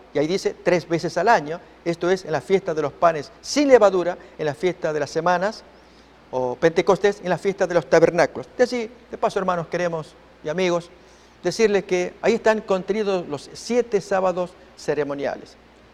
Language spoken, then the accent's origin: Spanish; Argentina; Soy argentino y tomaré mi bandera, la bandera argentina